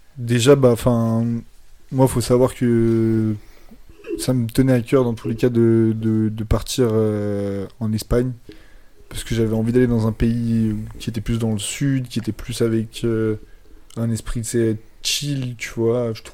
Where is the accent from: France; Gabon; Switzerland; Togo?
Switzerland; Ah, mais moi je suis suisse!